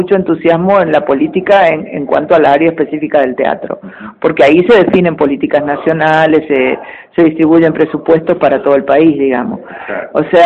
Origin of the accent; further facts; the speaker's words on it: Argentina; yo soy esa persona de los años 70. Entonces, yo, como muchos argentinos